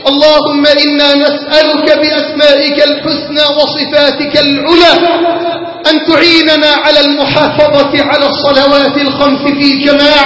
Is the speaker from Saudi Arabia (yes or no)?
no; Egypt; اللهم اجعل بلدنا مصر واحة للأمن والأمان